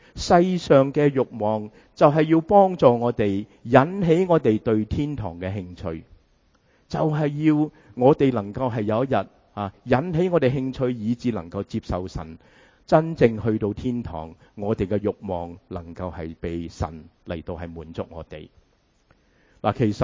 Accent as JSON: {"language": "Cantonese", "country": "United States", "said": "亦都系原因点解我哋美国人咁鍾意食快餐"}